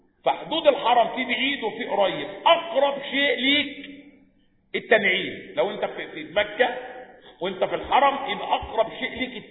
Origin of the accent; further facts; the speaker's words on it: Egypt; الباسبور اللي معايا مصري يبقى معنى كده إن أنا أجي أعدي على ذي الحليفة أقول له لا لا أنا مش من أهل المدينة أنا من أهل مصر.